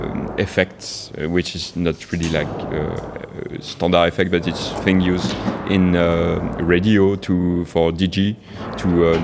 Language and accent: English; France; now in Spain; I'm from France too, but I'm living in Spain.